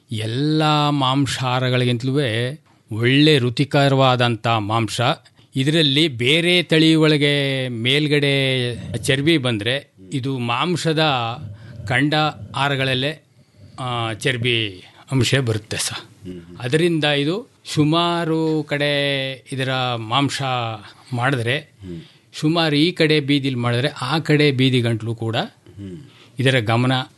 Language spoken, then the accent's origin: Kannada; Yelavagundi, Karnataka, India; ನಾವು ಯಳವಗುಂಡಿ ಸರ್.